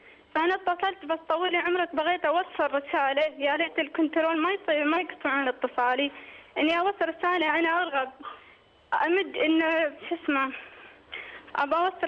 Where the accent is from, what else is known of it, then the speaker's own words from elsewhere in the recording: Oman; انا من عمان وهو من الامارات.